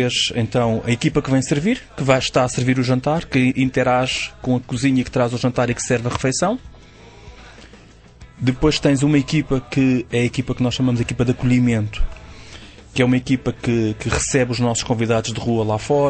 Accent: Portugal; nós, como bons portugueses

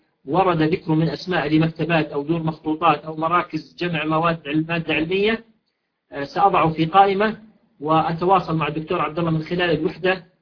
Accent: Jordan; عندنا في الأردن حسب معلوماتي يمكن ذلك بكل سهولة ويسر

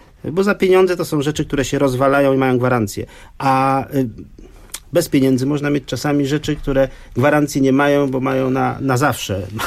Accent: West Prussia, Poland; Bo ja pochodzę z świata zapomnianych cmentarzy luterańskich, żydowskich, kalwińskich, z Prus zachodnich

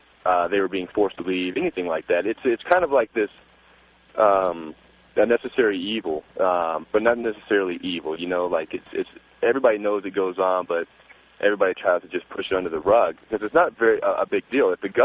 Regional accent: Ireland; I'm Irish. I would burn.

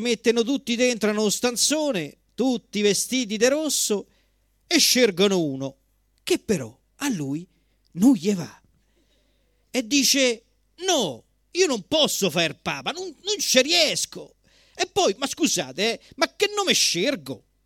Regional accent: Colombia; Italian is a second language; now in Rome, Italy; Io da colombiano venuto qua a Roma ho imparato questa lingua

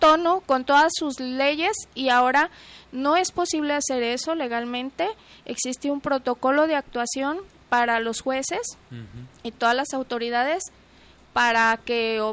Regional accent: Mexico; como buena mexicana, eso, lo otro y aquello

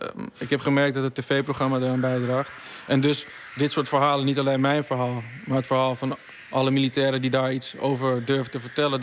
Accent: Randstad, Netherlands; Ik ben nu 33. Ja, dat was. Ik kom uit de Randstad

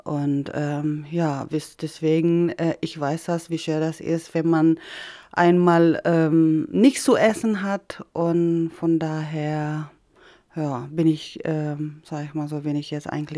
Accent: Philippines; German is a second language; Also wir sind immer in so eine große Stadt, sage ich mal so, weil das ist jetzt in Lauak heißt das, wo ich aufgewachsen bin und das ist eine große Stadt.

